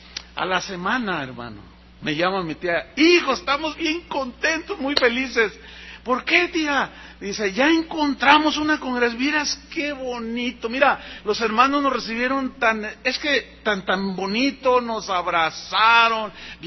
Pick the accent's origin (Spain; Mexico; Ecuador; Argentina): Mexico; San Luis Potosí; yo tengo familia en la ciudad donde nací. Yo soy de San Luis Potosí.